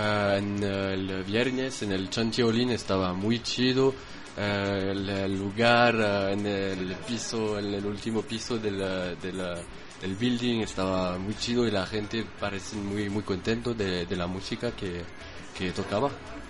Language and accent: Spanish; Saint-Étienne, Auvergne-Rhône-Alpes, France; Spanish is a second language; Mi ciudad se llama Saint-Étienne, es al lado de Lyon